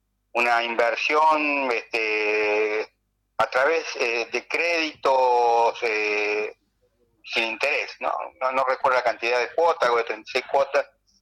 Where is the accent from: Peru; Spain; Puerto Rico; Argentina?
Argentina; Córdoba; nosotros somos de Punilla, de la sierra, sabemos que la posibilidad de incendio está a la vuelta de la esquina